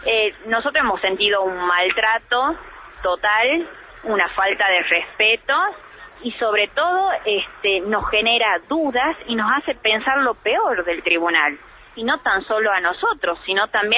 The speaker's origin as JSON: {"language": "Spanish", "country": "Argentina", "said": "vos sabés cómo somos los argentinos"}